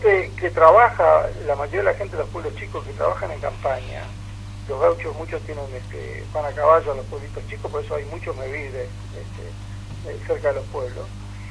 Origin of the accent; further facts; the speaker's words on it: Uruguay; Y nosotros no somos piqueteros de Gualeguaychú, esto hace un mes y medio. Nada por eso, no. Somos uruguayos que estamos muy con el tema del perjuicio que se está haciendo al país.